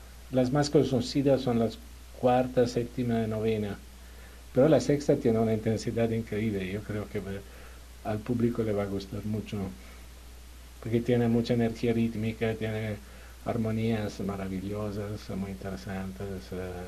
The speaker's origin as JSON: {"language": "Spanish", "town": "Turin", "region": "Piedmont", "country": "Italy", "tie": "born or raised there", "also_born_or_lived": "Milan", "second_language": "Spanish", "said": "En el norte, Turín, aunque mis padres vienen del sur de Italia, pero yo nací en Torino, viví en Torino, estudié en Turín y Milano."}